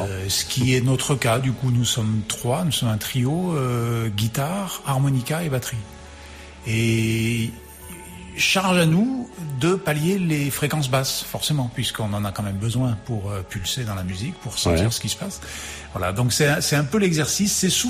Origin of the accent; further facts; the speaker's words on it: Grenoble, Auvergne-Rhône-Alpes, France; Alors on est de Grenoble, hein, de la région de Grenoble.